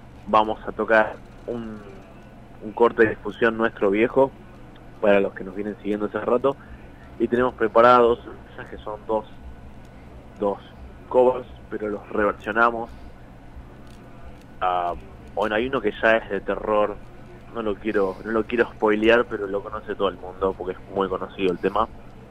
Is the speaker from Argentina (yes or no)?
yes; Buenos Aires, Argentina; Somos de Buenos Aires.